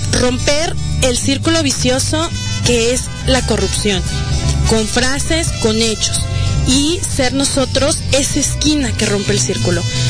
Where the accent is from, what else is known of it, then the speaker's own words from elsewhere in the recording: Arandas, Jalisco, Mexico; moved away as an adult; now in Guadalajara, Mexico; Yo soy de Arandas, yo vine hace 10 años ya a estudiar la universidad aquí a Guadalajara